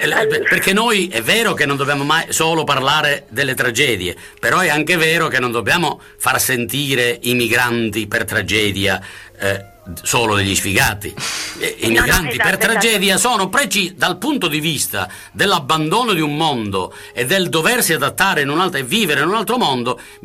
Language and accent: Italian; Sicily, Italy; moved away as an adult; now in Bologna, Italy; io sono siciliano, sono venuto a Bologna nel 67 per studiare e sono rimasto a Bologna.